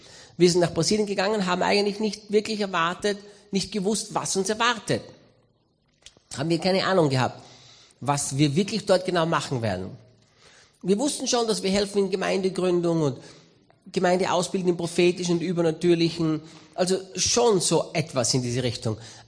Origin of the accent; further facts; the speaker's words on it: Styria, Austria; Ich bin Österreicher, Steirer.